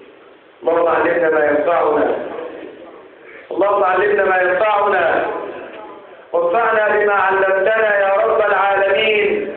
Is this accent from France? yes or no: no; Egypt; اجعل بلدنا مصر بلدا امنا مطمئنا